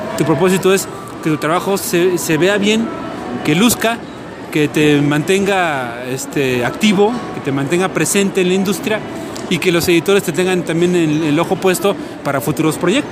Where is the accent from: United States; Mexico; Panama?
Mexico; Yo soy mexicano, estoy en México, no los veo muy frecuentemente.